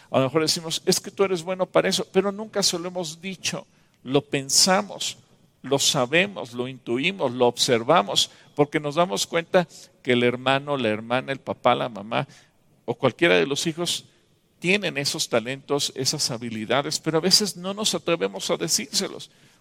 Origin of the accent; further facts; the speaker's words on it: Mexico; Los mexicanos tenemos talento, los mexicanos somos ingeniosos, los mexicanos encontramos soluciones.